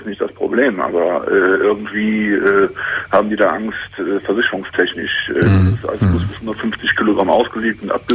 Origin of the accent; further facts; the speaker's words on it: Cologne, North Rhine-Westphalia, Germany; aber ich komme aus Köln